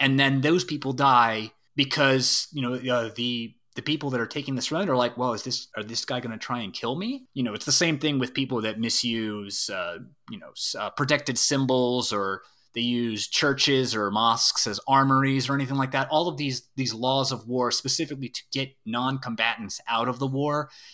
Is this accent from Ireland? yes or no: yes; Ireland; I'm Irish, so there's an Irish tradition of sacred hospitality, but it's not just an Irish thing.